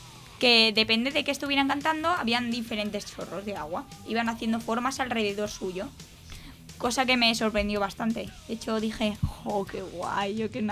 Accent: Catalonia, Spain; mi pueblo, que es un pueblo chiquitito de Lleida

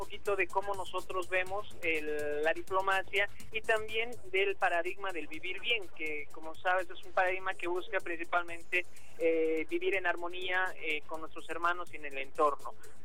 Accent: Bolivia; Realmente el odio que se ha sembrado en mi país, así es increíble cómo bolivianos pueden estar peleando contra bolivianos

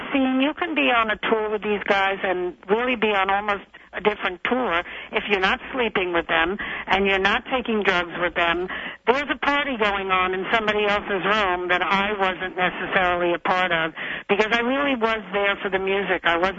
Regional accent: New York City, New York, United States; I come from New York City, and I snuck out of my house when I was 12 to go see jazz musicians. So I was a pretty sophisticated girl by the time I met these guys.

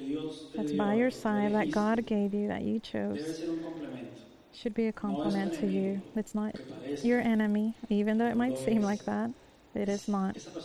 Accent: New York, United States; Me, I was raised in New York. I come from the world, from the street.

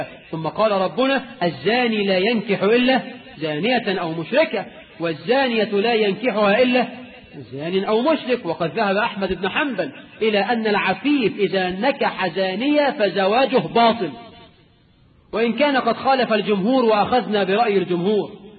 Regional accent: Egypt

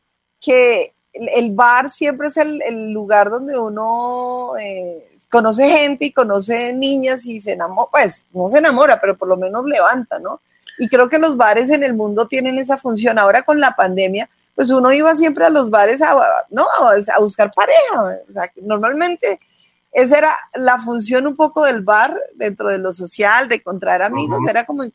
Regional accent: Colombia; nosotros somos colombianos

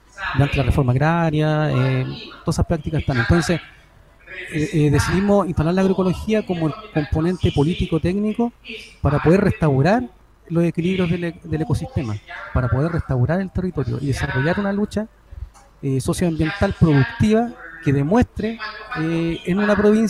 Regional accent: Chincolco, Valparaíso, Chile; yo soy de Chincolco

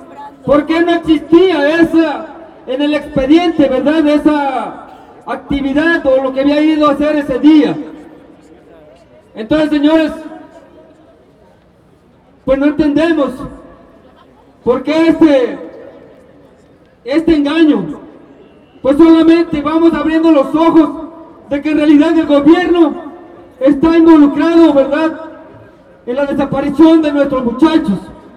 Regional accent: Mexico; Pues como mexicanos que somos, ¿verdad?, merecemos ese respeto primeramente

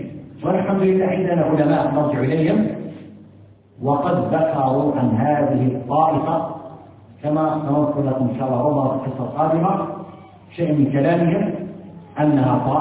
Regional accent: Algeria; ما تتمتع به بلدنا الجزائر على ما فيها من شيء من الانحراف

